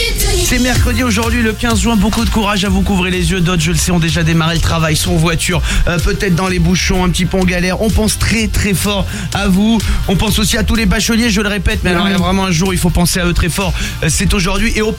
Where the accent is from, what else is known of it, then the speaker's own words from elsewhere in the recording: Aix-en-Provence, Provence-Alpes-Côte d'Azur, France; Aix-en-Provence, vous savez, c'est là d'où je viens.